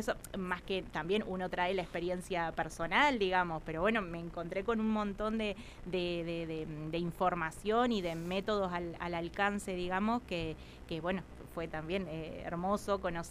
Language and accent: Spanish; Colonia Chapalco, La Pampa, Argentina; Yo, bueno, soy oriunda de acá. Yo aclaro, yo soy de Colonia Chapalco.